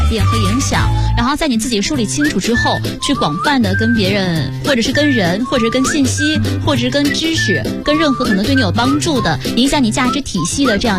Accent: Shandong, China; 因为我所生活的地方没有海嘛，我是山东人

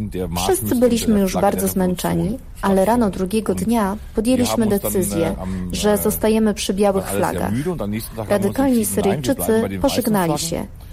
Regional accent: North Rhine-Westphalia, Germany; Urodziłem się w Dortmundzie, wychowałem we wsi Nieopodal.

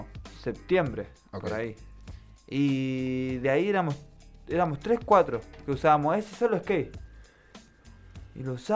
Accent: San Nicolás, Buenos Aires Province, Argentina; Ahí nací, ahí me crié, ahí fue donde empezó toda la aventura de todas las cosas.

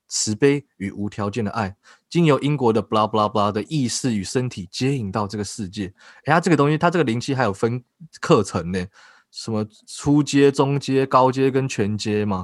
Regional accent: Keelung, Taiwan; 像我跟我家人小时候在基隆，因为我们家住在庙旁边啊

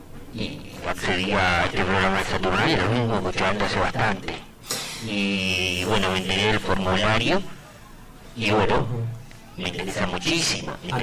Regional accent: Rosario, Santa Fe, Argentina; De acá, de Rosario.

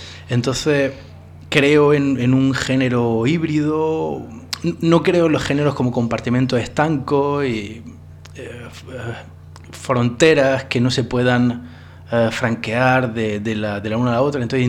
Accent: Spain; moved away as an adult; now in France; en mi experiencia como un español que se tiene que ir fuera de España a buscar trabajo, ¿no? En mi caso me fui a Francia a trabajar de profesor de español

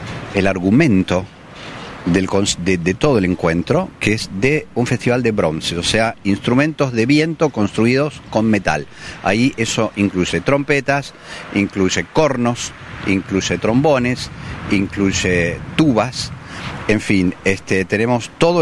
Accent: Mar del Plata, Buenos Aires Province, Argentina; vamos a tocar … que es desde la ciudad de donde vengo, Mar del Plata.

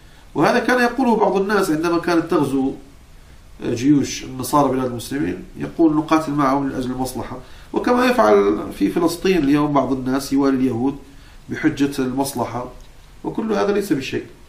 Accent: Morocco; نعم أنا من المغرب، أنا مغربي شامي حجازي.

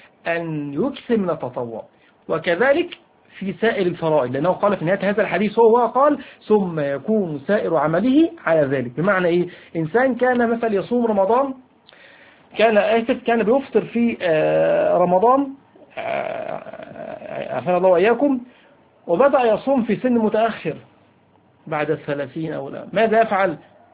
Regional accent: Egypt; وهذا أمر على فكرة منتشر فيه على الأقل عندنا في مصر

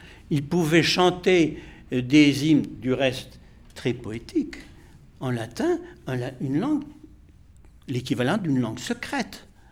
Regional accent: Normandy, France; ce que j'avais vécu moi dans mon enfance dans la Normandie du Cotentin, une Normandie très catholique, très ritualiste

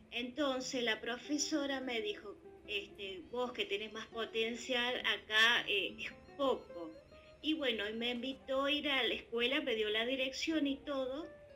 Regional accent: Ituzaingó, Buenos Aires Province, Argentina; Yo soy de Ituzaingó, donde en los alrededores de la provincia no hay arte.

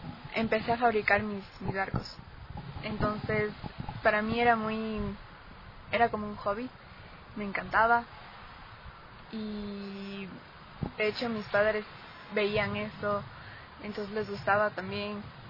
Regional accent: Pichincha, Ecuador; born there; nací en Pichincha, estudio en Tumbaco.

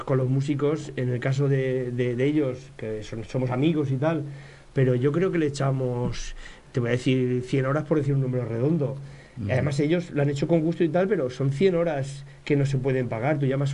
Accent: Buñol, Valencian Community, Spain; los que somos de Buñol también nos une la historia cultural del pueblo.

